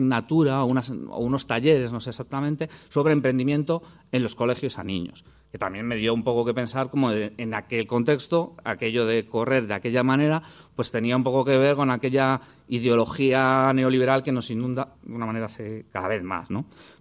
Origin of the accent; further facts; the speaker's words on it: Madrid, Community of Madrid, Spain; un partido de voleibol es complicado en una ciudad grande como aquella de la que yo vengo, ¿no? Yo vengo de Madrid.